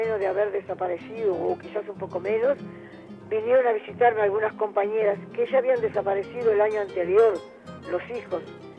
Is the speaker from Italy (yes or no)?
yes; Italy; porque yo soy italiana